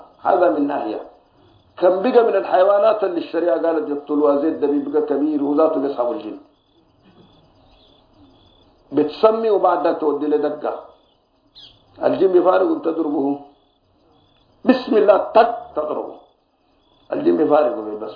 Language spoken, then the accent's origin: Arabic; Sudan; بس باب أكل الجراد ده صنع شديد حتى الآن موجود عندنا في السودان